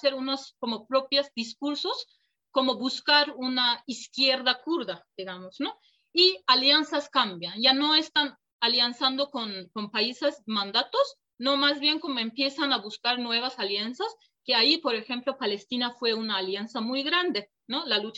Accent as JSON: {"language": "Spanish", "country": "Turkey", "tie": "born there", "second_language": "Spanish", "said": "en mi caso, yo nací en Turquía, entonces por eso como toda la educación que recibí para que yo sí me podría considerar como turca, ¿no?"}